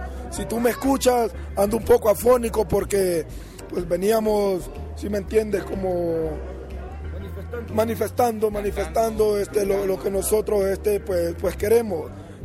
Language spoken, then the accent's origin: Spanish; Honduras; Yo soy de Honduras … de Honduras, 100% catracho